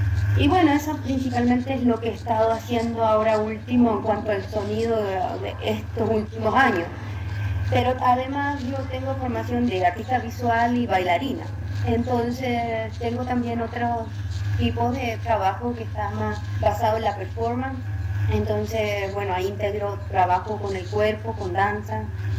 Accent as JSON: {"language": "Spanish", "country": "Chile", "said": "soy artista chilena en el mundo sonoro, conocida como"}